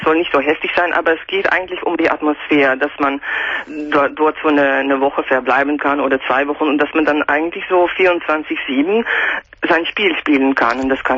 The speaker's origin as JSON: {"language": "German", "country": "Netherlands", "second_language": "German", "said": "Ich bin Holländerin"}